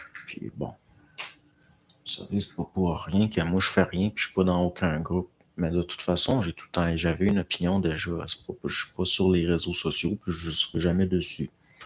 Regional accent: Quebec, Canada; En tout cas, je viens de Charlevoix. T'es peut-être un petit cousin de loin.

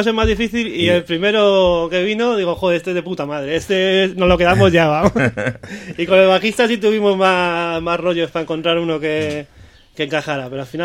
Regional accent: Bilbao, Basque Country, Spain; yo soy de Basurto, Recalde

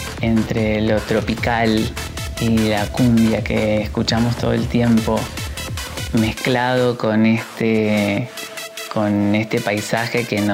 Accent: Caleta Olivia, Santa Cruz, Argentina; born there; now in Buenos Aires, Argentina; Yo soy caletense, que es el gentilicio que llevamos las personas que nacimos en Caleta Olivia. Caleta Olivia, para quien no conoce, es una ciudad que queda en la provincia de Santa Cruz.

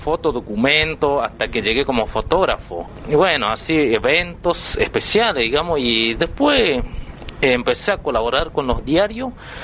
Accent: Juan José Castelli, Chaco, Argentina; soy de acá en Juan José Castelli. En especial nací en Paraje El Colchón, que en el Impenetrable, cerca de Bermejito, a 12 kilómetros. Bueno, tengo solamente 21 años, soy joven todavía.

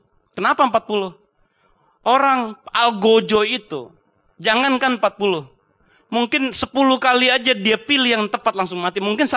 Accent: North Sumatra, Indonesia; mesti dibujuk dulu, saya orang Batak

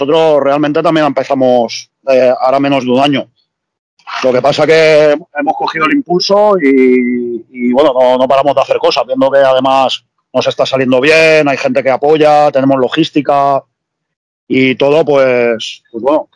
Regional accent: Palma, Balearic Islands, Spain; now in Barcelona, Spain; vivo en Barcelona y nada, pero soy originario de Palma de Mallorca.

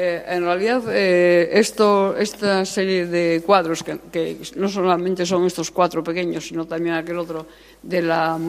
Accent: Asturias, Spain; cuidemos Asturias, que esta es nuestra tierra, es maravillosa y es guapísima. Bueno, yo soy una forofa de Asturias impresionante

